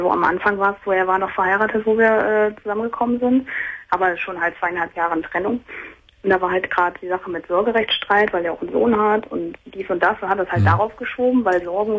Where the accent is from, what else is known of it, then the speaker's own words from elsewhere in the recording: Wilhelmshaven, Lower Saxony, Germany; Ja, ich bin halt hierher gezogen. Ich komme ursprünglich aus Wilhelmshaven, also ein ganzes Stück weit weg.